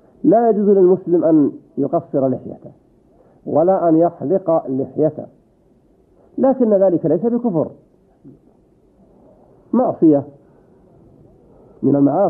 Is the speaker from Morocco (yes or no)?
no; Saudi Arabia; وإذا كنت أنت في هذه البلاد، بلدنا المملكة العربية السعودية